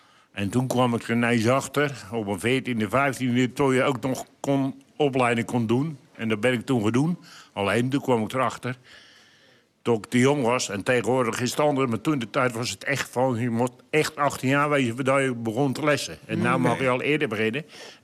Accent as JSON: {"language": "Dutch", "town": "Hoogmade", "region": "South Holland", "country": "Netherlands", "said": "ik kom uit Hoogmade, waar de heren vandaan komen. En ik draai op de Hoogmadense molen."}